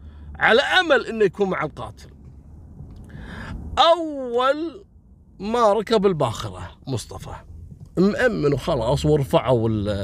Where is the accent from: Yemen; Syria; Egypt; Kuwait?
Kuwait; بخمس دنانير احنا يبيعون عندنا في الكويت